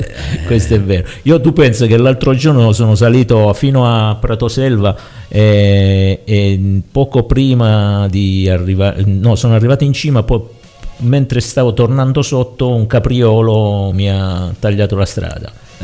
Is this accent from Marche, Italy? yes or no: no; Abruzzo, Italy; tutti gli anni qui dalle nostre parti in Abruzzo